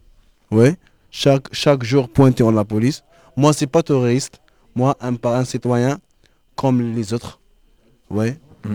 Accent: Algeria; French is a second language; now in France; parce que moi, je suis algérien.

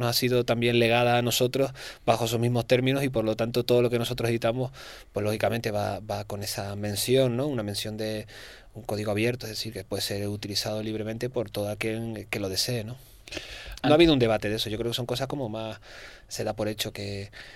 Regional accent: Canary Islands, Spain; yo como canario no digo mirad, miren, ¿no?

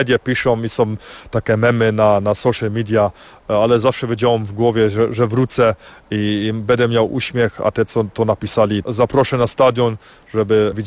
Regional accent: Sośnica, Silesian Voivodeship, Poland; ja jestem ze Sośnicy, to jest jak dom. Ja tam te ludzie znam, ulicy znam, restauracje znam, te knajpy tam znam.

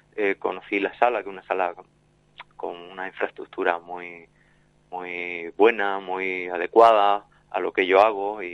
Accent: Torreperogil, Andalusia, Spain; Yo soy jienense, un pueblo de Jaén, Torre Perojil se llama mi pueblo, pero aquí ya por tierra gaditana llevo ya 26 años, o sea que ya me considero gaditano.

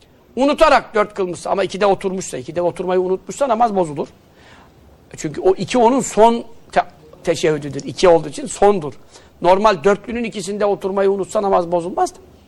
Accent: Yeğenli, Giresun, Turkey; Yeğenli köyündenim ben. Çocukluğumda gittiklerimde çok da gidemedim, hakkını veremedim yani memleketimin.

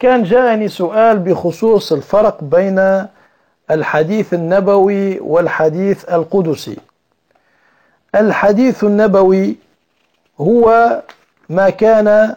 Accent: Tunisia; أو عندنا في تونس التربيج لأسماء الله

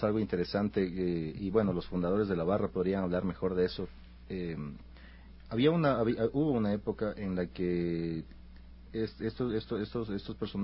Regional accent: Ecuador; te dice todo lo que somos nosotros como ecuatorianos

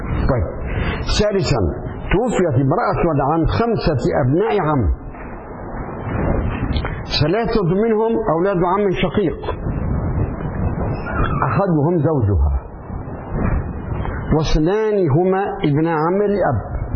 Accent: Syria; هو لبناني وأنا سوري

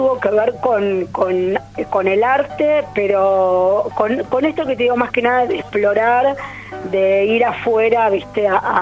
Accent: Buenos Aires, Argentina; born there; Yo nací en Buenos Aires, pero me siento re santiagueña.

